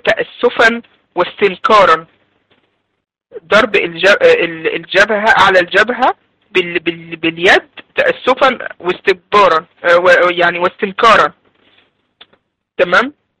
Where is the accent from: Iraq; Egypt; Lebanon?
Egypt; اللي هو عندنا في مصر علينا القورة، بيضرب على القورة بتاعته